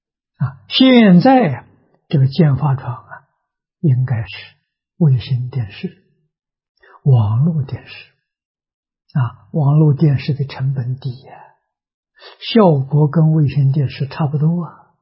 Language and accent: Chinese; China; 那我们中国人讲老实啊，纯是老实啊。